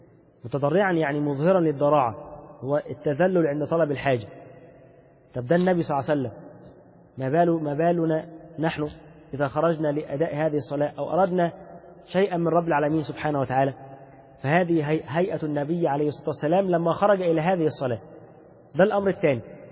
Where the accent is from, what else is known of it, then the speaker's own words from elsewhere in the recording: Egypt; شوف لما احنا بالنسبة لنا حتى كمصريين بسبب كثرة المعاصي اللي انتشرت فينا